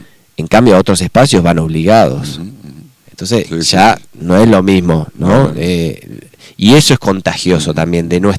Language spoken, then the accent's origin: Spanish; Concordia, Entre Ríos, Argentina; Y somos de Entre Ríos, eso está bueno.